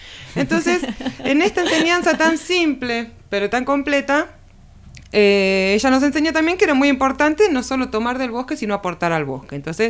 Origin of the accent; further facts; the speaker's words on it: Buenos Aires, Argentina; born there; now in Villa de las Rosas, Argentina; yo nací en Capital Federal, en Buenos Aires, en el año 2011 me voy a vivir a Tras la Sierra, a Villa de las Rosas